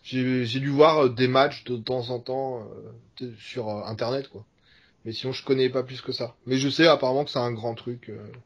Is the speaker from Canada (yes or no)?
no; France; Quand on est français, on n'est pas connu aux États-Unis.